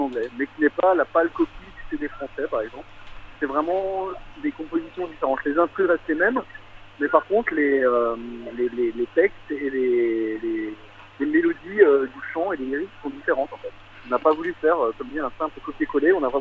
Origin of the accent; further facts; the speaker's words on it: Strasbourg, Grand Est, France; Moi, je suis de Strasbourg